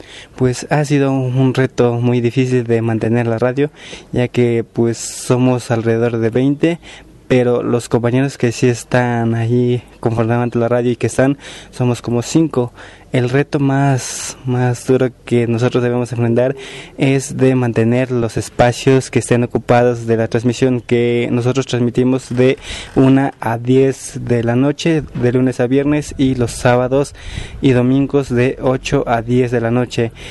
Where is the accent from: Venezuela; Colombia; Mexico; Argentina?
Mexico; San Miguel Sinacapan; soy de San Miguel Sinacapan